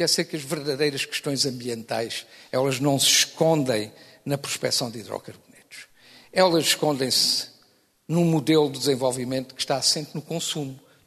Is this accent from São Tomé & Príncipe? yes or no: no; Portugal; Meu caro amigo, eu sou português tanto como o senhor.